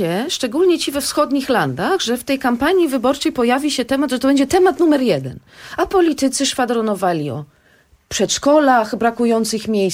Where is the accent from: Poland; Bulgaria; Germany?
Germany; Ja dorastałam w Niemczech